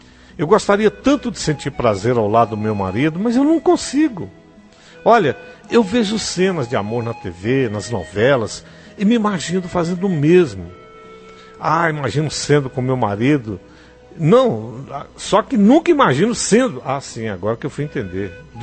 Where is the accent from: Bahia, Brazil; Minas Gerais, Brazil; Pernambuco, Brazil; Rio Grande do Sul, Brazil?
Bahia, Brazil; born there; A região que eu nasci na Bahia é considerada uma região rica, pois os paranaenses e gaúchos começaram a plantar soja lá, e isso trouxe muita riqueza para alguns.